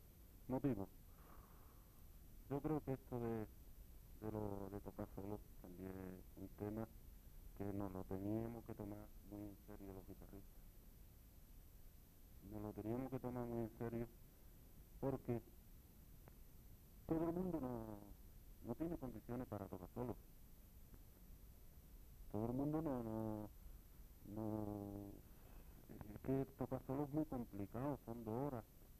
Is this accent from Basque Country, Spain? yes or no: no; Jerez de la Frontera, Andalusia, Spain; Yo creo que yo soy de Jerez. Yo me. Esto de nacer en el barrio La Plata y bautizado en Santiago y criado en San Telmo